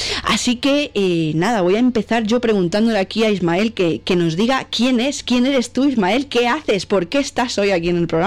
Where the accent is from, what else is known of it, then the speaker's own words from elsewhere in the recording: Catalonia, Spain; born there; yo emito desde Cataluña. Aunque casi que soy más madrileña, pero no. Yo nací en Cataluña y emito desde Cataluña.